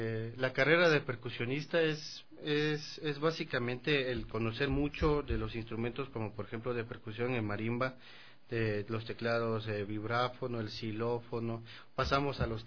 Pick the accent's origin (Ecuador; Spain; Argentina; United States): Ecuador; Loja; born there; mi papá nació en Celica. Yo nací en Loja.